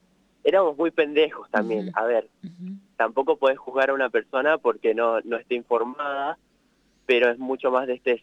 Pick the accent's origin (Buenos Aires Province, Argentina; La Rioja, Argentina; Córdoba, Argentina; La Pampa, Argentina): La Pampa, Argentina; General Pico; born there; Sí, yo nací acá en General Pico